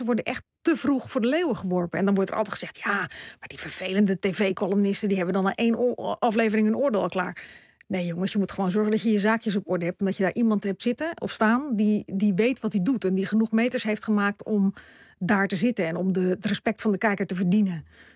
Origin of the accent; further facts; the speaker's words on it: Ouderkerk aan den IJssel, South Holland, Netherlands; born there; Dus over Oudekerk, waar ik geboren ben, Krimpen aan de IJssel, Capelle aan de IJssel.